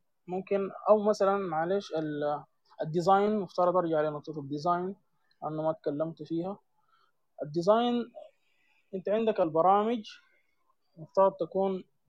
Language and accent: Arabic; Sudan; المجال بتاع الاصهار المعماري حاليا عندنا في السودان ما كثير